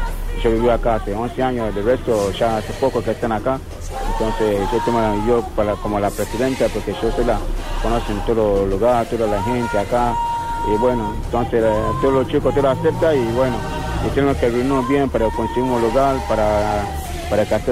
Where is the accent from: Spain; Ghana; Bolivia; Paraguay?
Ghana; now in Rosario, Argentina; yo soy de Ghana, de África. Y bueno, hace 11 años que yo vivo acá en Rosario.